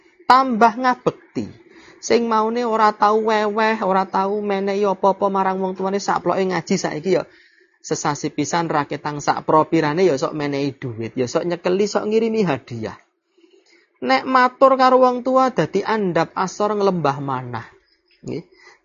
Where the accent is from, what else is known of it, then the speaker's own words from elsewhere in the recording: Java, Indonesia; Kula wong Jawa niku mboten saged basa Jawa